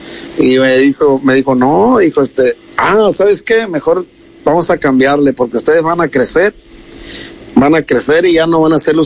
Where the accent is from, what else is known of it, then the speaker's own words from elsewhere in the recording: Mexico; de nuestro México